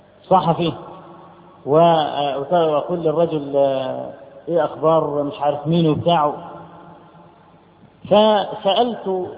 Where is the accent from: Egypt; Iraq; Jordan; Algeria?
Egypt; فرجل أول ما عارف أن أنا من مصر